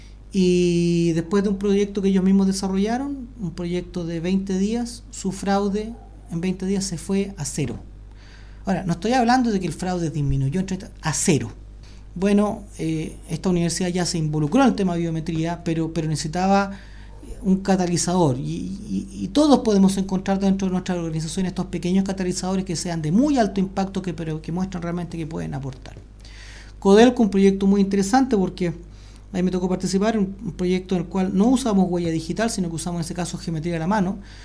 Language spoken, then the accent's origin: Spanish; Chile; A ver, en Chile, en mi país, nosotros tenemos una característica